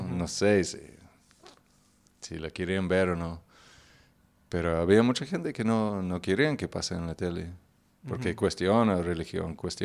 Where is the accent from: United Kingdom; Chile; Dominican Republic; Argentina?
United Kingdom; Northern Ireland; Spanish is a second language; En mi pueblo, a ver, mi pueblo... No, me parece que no. La ciudad cercana es Belfast, que ya tiene 1,000,000 y pico de habitantes.